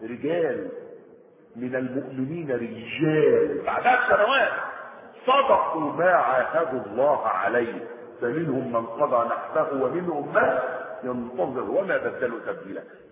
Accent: Egypt; هو ده النظام الايه بتاع الطرق اللي ماشي عندنا في مصر

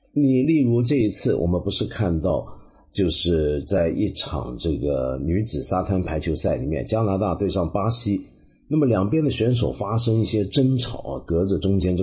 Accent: China; 我说的就是我们中国人很熟悉

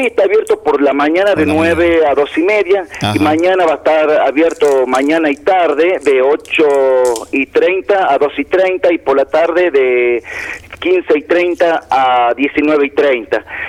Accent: La Rioja, Argentina; de las cosas que nos sucedieron a nosotros como riojano en algún momento de la historia.

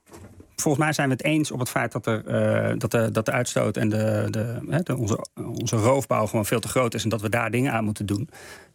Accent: Netherlands; Wij als Nederlanders zijn rijk, we hebben een enorme welvaart.

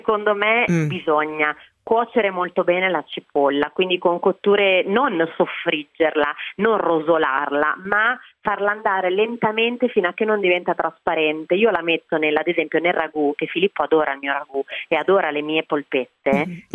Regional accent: Campania, Italy; Io sono una campana, quindi con un amore folle per il sud e per la cucina mediterranea

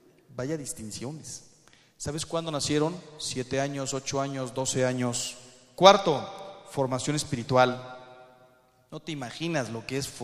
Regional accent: Mexico; No quiero hablar mal de mi país, ¿eh? Soy mexicano

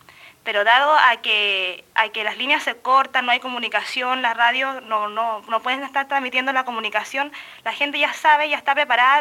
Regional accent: Chile; now in Ensenada, Mexico; yo en mi país, bueno, en mi país se caracteriza por ser un país muy solidario

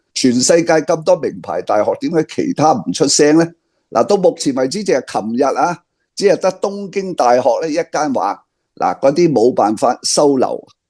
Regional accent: Hong Kong; 我哋个香港人讲叫食相啊

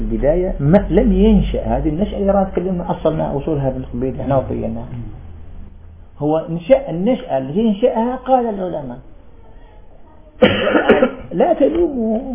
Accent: Algeria; طالب علم عندنا في الجزائر

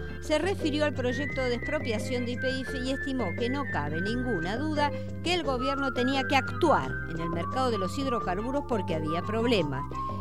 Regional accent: Argentina; Hoy, como argentino y expendedor que hace más de 40 años que estoy en el rubro, estoy más que contento.

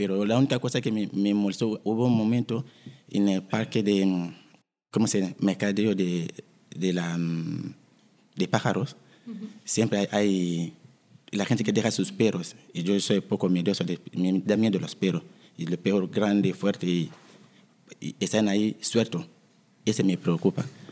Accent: DR Congo; Soy de la República Democrática del Congo.

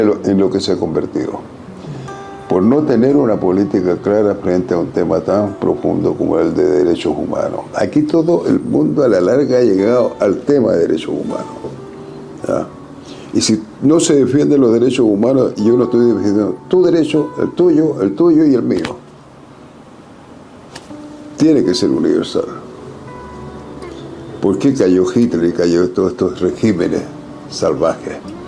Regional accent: Antofagasta, Chile; Yo soy de Antofagasta.

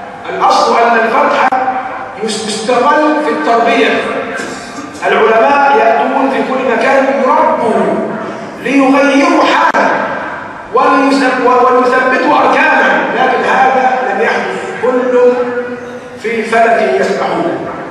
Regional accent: Egypt; السلبية القاتلة موجودة فينا كمصريين

